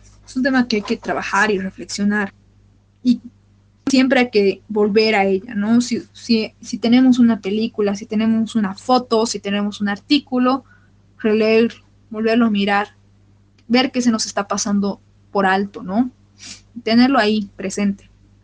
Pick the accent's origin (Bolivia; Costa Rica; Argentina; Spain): Bolivia; uno de los momentos más difíciles de nuestra historia y de nuestra identidad como bolivianos, como latinoamericanos